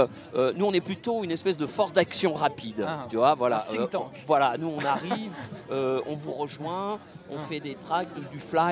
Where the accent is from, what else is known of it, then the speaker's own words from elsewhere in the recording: Paris, Île-de-France, France; Alors moi je suis un titi parisien, militant associatif depuis une trentaine d'années